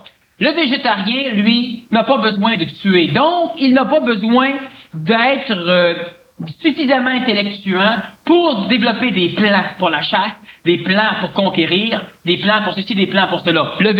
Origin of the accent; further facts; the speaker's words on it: Montreal, Quebec, Canada; Je suis un Montréalais. Je suis un Québécois. Je suis un ancien ambulancier.